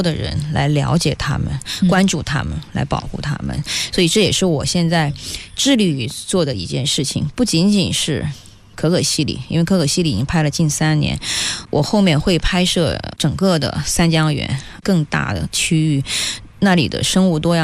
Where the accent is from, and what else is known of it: China